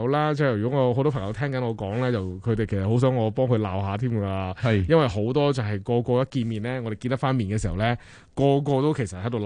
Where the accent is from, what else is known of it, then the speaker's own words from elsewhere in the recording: Canada; 大家就吓学咗我哋加拿大人咁样啦